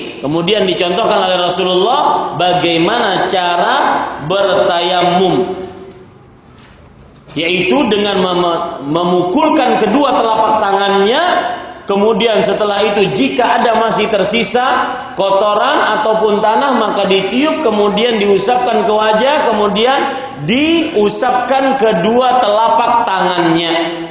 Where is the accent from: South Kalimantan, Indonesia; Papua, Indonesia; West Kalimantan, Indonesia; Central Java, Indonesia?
South Kalimantan, Indonesia; Banjarmasin; ini isu dan misi yang saya bawa dari kota saya, dari Banjarmasin untuk Jakarta.